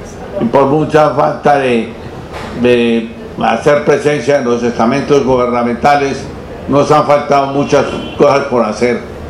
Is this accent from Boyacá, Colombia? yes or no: yes; Boyacá, Colombia; now in Ibagué, Colombia; me siento más tolimense que boyacense.